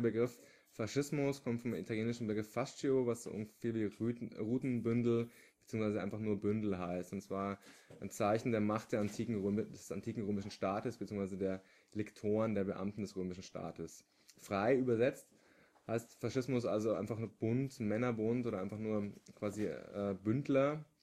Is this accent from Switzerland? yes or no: no; Bavaria, Germany; now in Berlin, Germany; ich bin aus Berlin, eigentlich aber aus der Oberpfalz